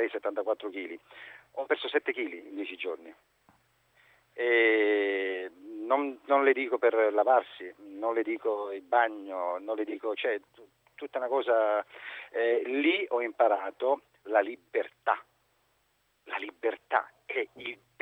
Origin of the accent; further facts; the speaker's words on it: Naples, Campania, Italy; perché noi venivamo da Napoli centro, no? Questa è una zona tipo Forcella, sai quelle cose lì, noi siamo di quella zona proprio del centro